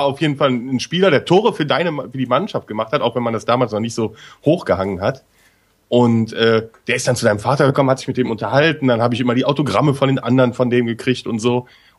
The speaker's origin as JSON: {"language": "German", "region": "West Germany", "country": "Germany", "tie": "born or raised there", "said": "Ich bin ja im Westen groß geworden, da ging's."}